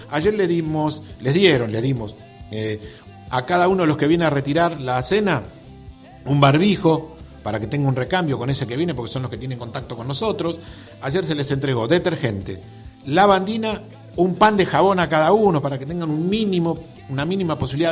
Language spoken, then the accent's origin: Spanish; Villa Talleres, Argentina; born there; entrando, ¿sí?, a Villa Talleres, donde yo nací.